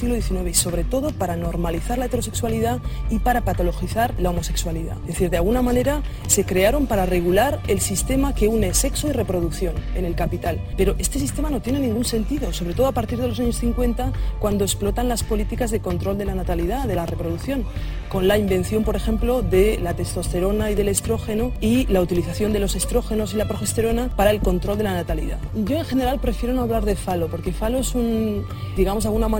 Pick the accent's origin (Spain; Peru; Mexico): Spain; Burgos, Castile and León; born there; nací en Burgos, en una sociedad extremadamente católica, conservadora, de derechas